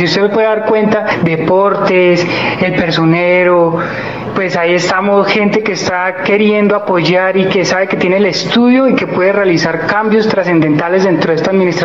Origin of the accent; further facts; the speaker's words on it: San Francisco, Cundinamarca, Colombia; Bueno, sencillamente … es de acá de San Francisco, criado, educado de acá. Salí en el año 2006 del Colegio República de Francia